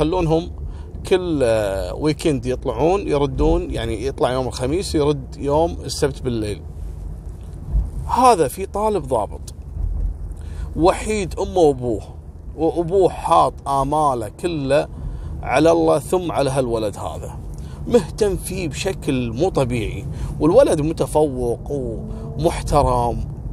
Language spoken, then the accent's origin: Arabic; Kuwait; طبعا قضية خطف احنا عندنا في الكويت معروفة القصة هذه